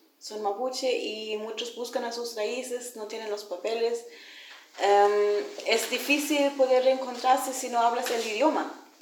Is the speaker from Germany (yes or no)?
yes; Germany; now in Chile; Yo soy mapuche, crecí en Alemania, fui adoptada para Alemania y hace 2 años que estoy viviendo acá otra vez.